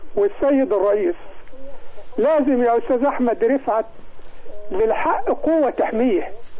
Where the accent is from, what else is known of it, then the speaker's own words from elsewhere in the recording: Egypt; ودي حاجة فخر وفخور لنا كمصريين